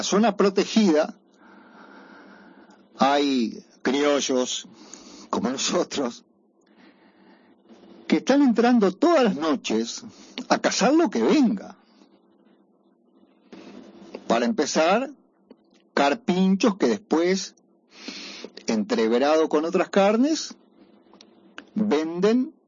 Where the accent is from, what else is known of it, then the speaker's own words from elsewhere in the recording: Paysandú, Uruguay; Como saben, yo soy de Paysandú y me conozco bastante bien algunas zonas del río